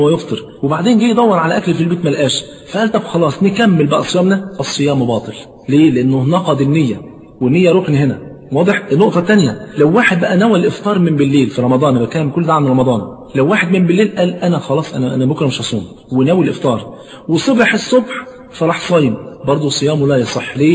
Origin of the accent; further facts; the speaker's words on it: Egypt; طبعا انت عارف عندنا في مصر الفول فرض عين مش كفاية